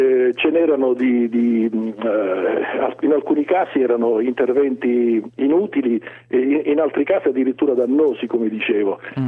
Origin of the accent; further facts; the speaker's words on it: Sicily, Italy; accent: Swedish; avrà capito che io sono siciliano, anche malgrado questo accento svedese.